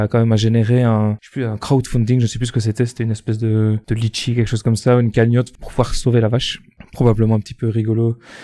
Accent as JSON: {"language": "French", "country": "Belgium", "said": "pour ceux qui n'auraient pas remarqué à mon accent, je suis belge"}